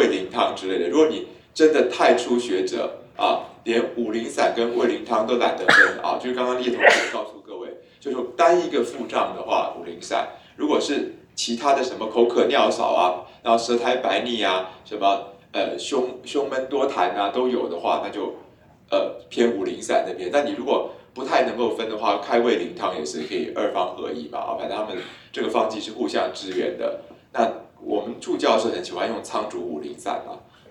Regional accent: Taiwan; 还有一个地方就是我们台湾人最常有的湿气卡关

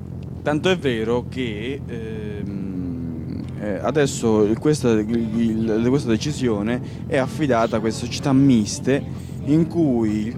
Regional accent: Calabria, Italy; noi dobbiamo portare avanti un'altra cosa come calabresi

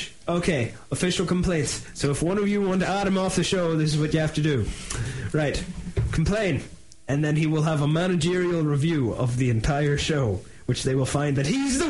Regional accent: Northern Ireland, United Kingdom; I'm from Northern Ireland

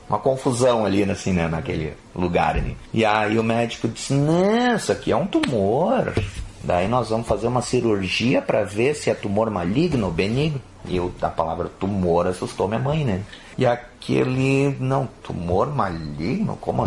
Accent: Estrela, Rio Grande do Sul, Brazil; eu sou natural de Estrela, só que eu estudava em Estância Velha no Senai. Então eu ficava durante a semana em Estância Velha e só voltava para casa final de semana.

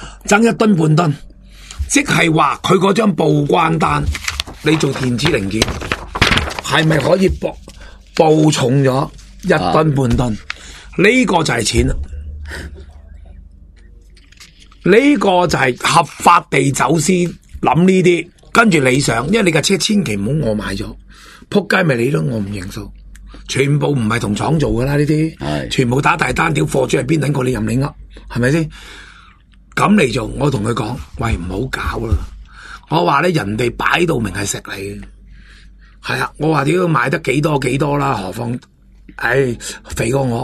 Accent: Hong Kong; 我哋香港人好多

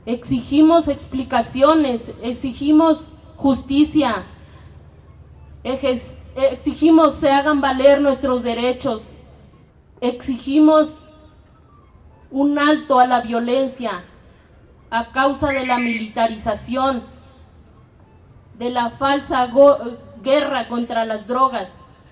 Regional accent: Tepeaca, Puebla, Mexico; vengo de la ciudad de Puebla y represento a la Asamblea Popular de Familias Migrantes.

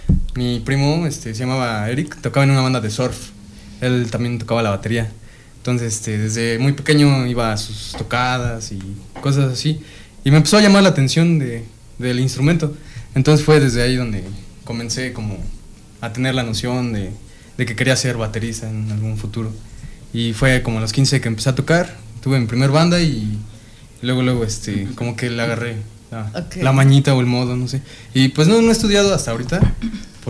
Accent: Ameca, State of Mexico, Mexico; also born or lived in Chalco; De aquí de Ameca.

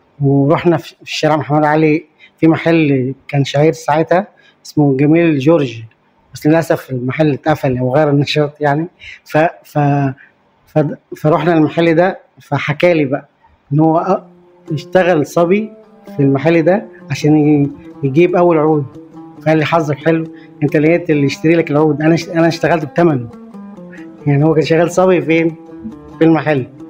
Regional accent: Nubia, Egypt; عندنا في النوبة كل طقوس الحياة تقريبا مصحوبة بالغناء

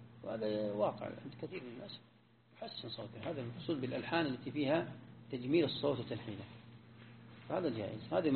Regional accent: Najd, Saudi Arabia; يعني عندنا في نجد هنا قبل 40-50 سنة ما يجودون أبدا

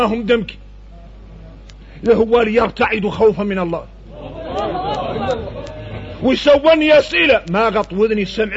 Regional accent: Mauritania; هذا احنا موريتاني

